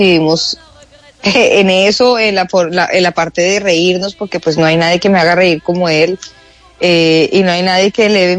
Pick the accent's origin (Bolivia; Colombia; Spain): Colombia; Bogotá; que soy lo más bogotano que hay en la vida, más que un ajiaco